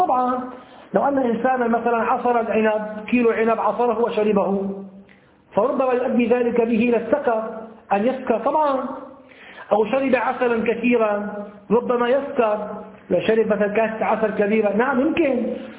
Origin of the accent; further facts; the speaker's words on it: Damascus, Damascus Governorate, Syria; أول خطبة حضرت فعلتها في مسجد عندنا في دمشق حي الشاغور